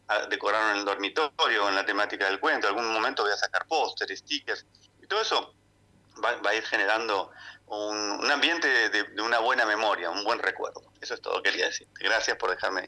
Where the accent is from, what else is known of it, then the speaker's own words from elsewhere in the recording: Argentina; soy el primer argentino en querer comunicar y mandar un buen mensaje a todos